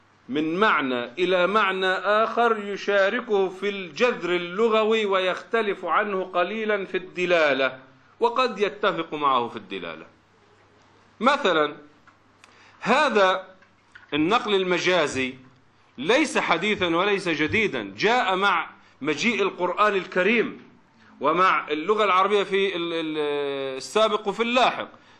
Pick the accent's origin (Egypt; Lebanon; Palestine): Palestine; عندنا في فلسطين له ثلاث شعب، وفي لبنان وفي مصر له شعبتان